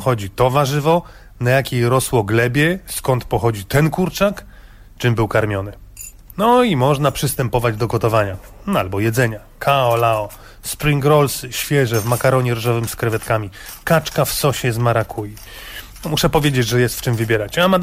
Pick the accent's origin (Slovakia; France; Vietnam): Vietnam; Central Vietnam; W środkowej części kraju, skąd pochodzę, są jeszcze wpływy francuskie.